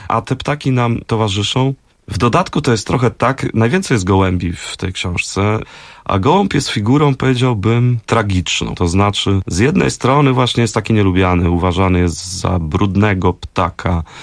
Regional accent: Warsaw, Masovian Voivodeship, Poland; ja właśnie się wychowywałem na Stegnach, obok była Sadyba i w moim dzieciństwie jeszcze bardzo dużo tych starszych panów hodowało gołębie

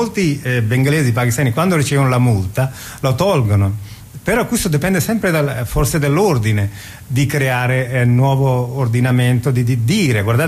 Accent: Bangladesh; io che vengo dal Bangladesh sono povero

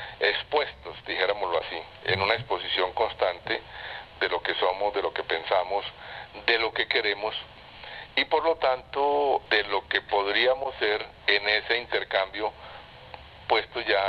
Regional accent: Medellín, Antioquia, Colombia; yo soy arquitecto urbanista de la Universidad Nacional de Colombia, soy de Medellín

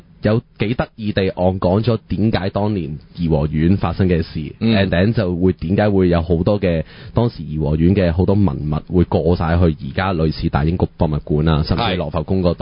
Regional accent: Hong Kong; 當我哋香港人去或者其他遊客甚至本地人咁計

